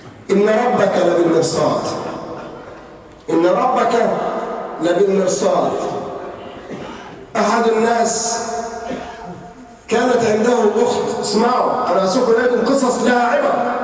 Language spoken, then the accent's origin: Arabic; Egypt; ينطلق بها على الطريق الصحراوي عندنا في مصر